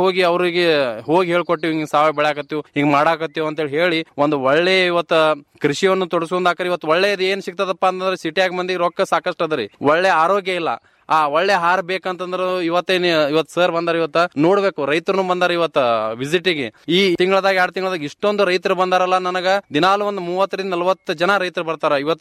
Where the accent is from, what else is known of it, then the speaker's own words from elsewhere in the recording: Almel, Karnataka, India; ನಾನು ಆಲ್ಮೇಲ್ದವನು.